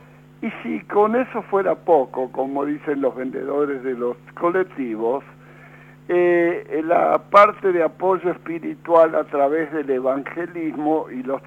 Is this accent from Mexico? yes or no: no; United Kingdom; lo digo en inglés porque yo sabe que yo soy británico.